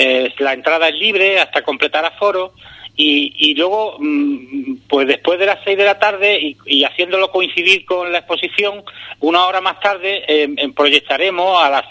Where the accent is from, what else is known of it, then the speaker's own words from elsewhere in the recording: Ubrique, Andalusia, Spain; Nosotros somos mayormente de la Sierra de Cádiz, mayormente de Ubrique